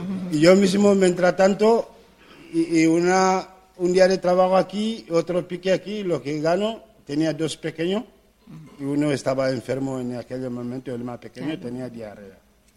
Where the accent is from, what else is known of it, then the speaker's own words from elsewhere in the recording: Gambia; Spanish is a second language; de Gambia.